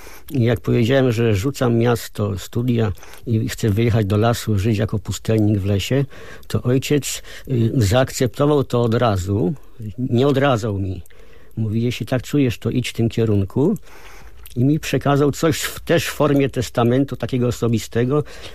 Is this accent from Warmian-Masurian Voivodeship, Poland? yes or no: no; Rzeszów, Subcarpathian Voivodeship, Poland; born there; No ja się urodziłem w Rzeszowie. Rodziców miałem z kręgów intelektualnych, nauczyciele.